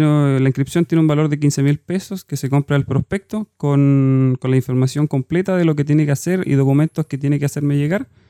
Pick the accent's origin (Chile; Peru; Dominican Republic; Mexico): Chile; Santiago, Santiago Metropolitan Region; Yo soy oriundo de Santiago